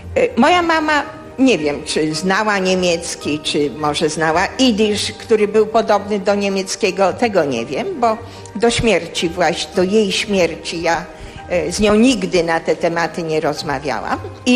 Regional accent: Warsaw, Masovian Voivodeship, Poland; born there; A gdyby tak cofnąć się do początku, to urodziłam się w Warszawie. W Warszawie na warszawskim Żoliborzu.

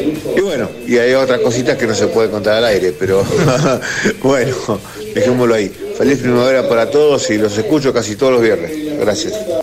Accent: Quilmes, Buenos Aires Province, Argentina; de Quilmes.

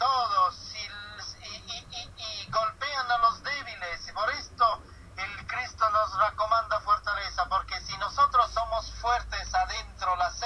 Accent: Sicily, Italy; Spanish is a second language; Descubrí que en Sicilia, en mi tierra

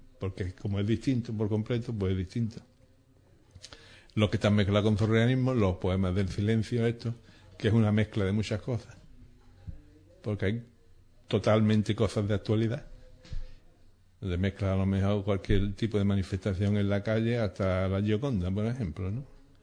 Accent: Ubrique, Andalusia, Spain; La temática de la pintura urbana de mi pueblo, que yo nunca en mi pintura siempre se ve Ubrique.

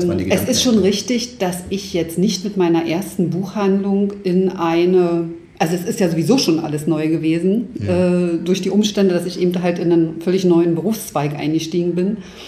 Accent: East Germany, Germany; Ich bin im Osten geboren und aufgewachsen.

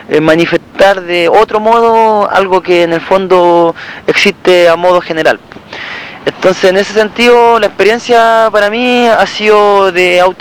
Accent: Concepción, Biobío, Chile; o sea, yo soy de Conce

